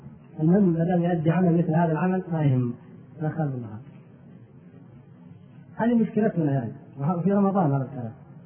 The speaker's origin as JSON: {"language": "Arabic", "country": "Turkey", "second_language": "Arabic", "said": "وما كان عندنا في تركيا ما نعتد به أو نفتخر به،"}